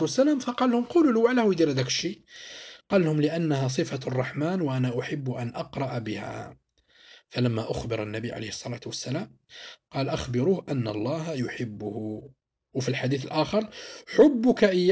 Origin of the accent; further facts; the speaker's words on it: Algeria; حنايا هنايا في طريقة الدفن عندنا في الجزائر نديروا طريقة الشق.